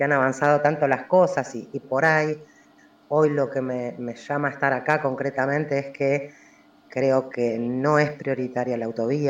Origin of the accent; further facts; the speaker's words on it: Buenos Aires Province, Argentina; now in Siquiman, Argentina; hace 2 años que me instalé acá en el Valle de Punilla. Vengo del conurbano bonaerense.